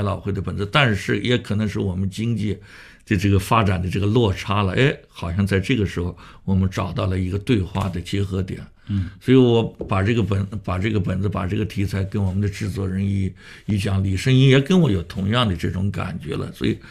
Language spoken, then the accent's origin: Chinese; Shanghai, China; 我发现北京人也做过我们上海人的戏啊